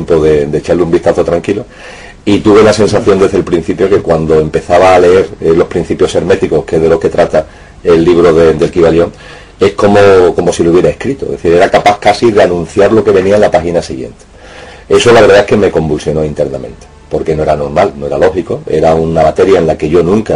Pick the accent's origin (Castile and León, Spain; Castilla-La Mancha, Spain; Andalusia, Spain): Andalusia, Spain; Seville; yo como sevillano y como concejal me creía a pie juntillo